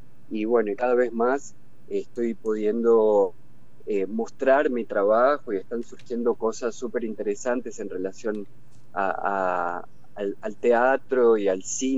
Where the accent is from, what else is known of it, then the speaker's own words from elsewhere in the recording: Zárate, Buenos Aires Province, Argentina; yo soy de Zárate, que es una ciudad hacia el norte de la provincia de Buenos Aires